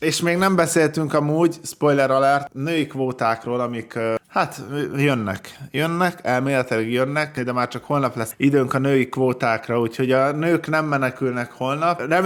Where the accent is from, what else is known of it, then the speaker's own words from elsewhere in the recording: Szomor, Komárom-Esztergom, Hungary; A falu, ahonnan én származom, Szomor